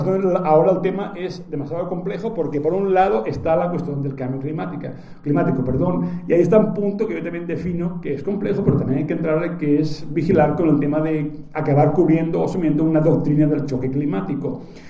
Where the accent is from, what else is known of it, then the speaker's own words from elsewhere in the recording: Mexico; yo vengo de México